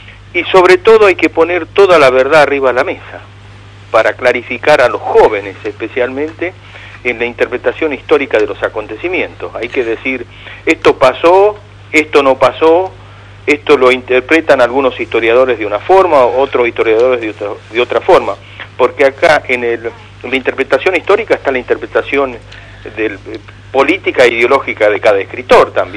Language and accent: Spanish; La Rioja, Argentina; moved away; yo soy un riojano que vivo hace más de 35 años